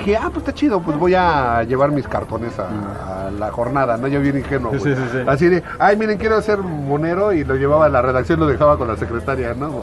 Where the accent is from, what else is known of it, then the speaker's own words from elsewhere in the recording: France; francés, ¿sí? Sí. Y los franceses saben quedar muy bien